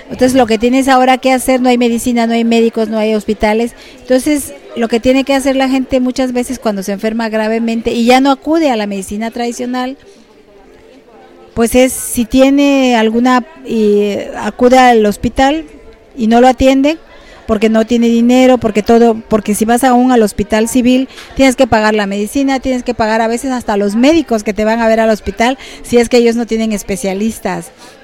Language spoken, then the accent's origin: Spanish; Juchitán, Oaxaca, Mexico; soy del Istmo de Tehuantepec, de Juchitán. Pertenezco al pueblo indígena Binizá.